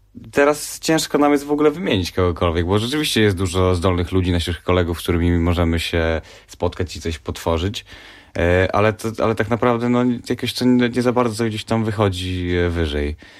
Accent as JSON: {"language": "Polish", "town": "Lublin", "region": "Lublin Voivodeship", "country": "Poland", "lives_now": "Warsaw, Poland", "said": "Tak, tak. Jesteśmy z Lublina, mieszkamy w Warszawie teraz."}